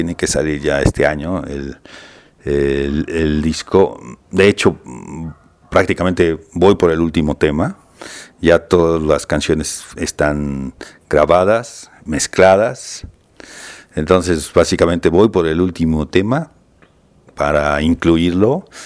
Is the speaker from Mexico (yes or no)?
yes; Mexico City, Mexico; yo soy de aquí, del Distrito Federal, nací en una colonia que es la colonia Doctores. Y pues básicamente aquí hice mi carrera